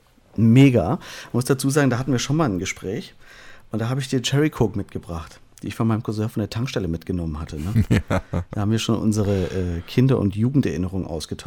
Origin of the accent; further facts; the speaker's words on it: Künzell, Hesse, Germany; Ich komme ja aus Fulda, aus Künzell.